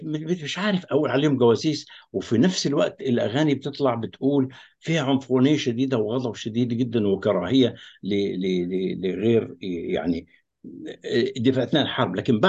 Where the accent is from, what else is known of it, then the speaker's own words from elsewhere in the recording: Egypt; انا كمصري في داخل الجامعه الامريكيه